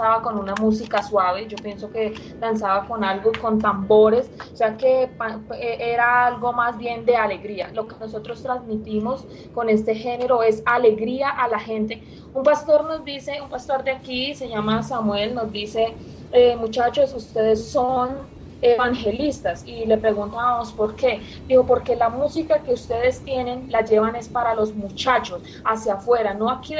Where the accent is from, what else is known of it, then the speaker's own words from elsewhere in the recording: Quindío, Colombia; en cuanto a nosotros que somos del Quindío, acá se oye mucho el metal